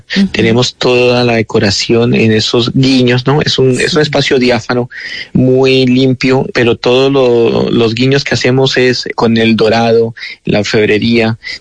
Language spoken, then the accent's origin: Spanish; Bogotá, Colombia; Hago una cocina inspirada en mi recuerdo, soy bogotano